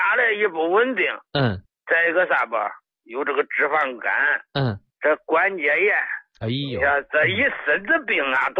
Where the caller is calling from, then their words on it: Henan, China; 我是河南的老朋友。